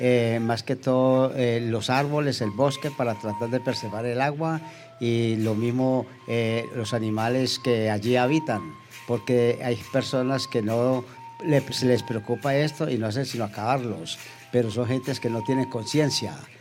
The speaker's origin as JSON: {"language": "Spanish", "town": "Cali", "region": "Valle del Cauca", "country": "Colombia", "said": "Yo vivo aquí en Pance, yo soy de Cali, pero tenemos finca aquí en Pance."}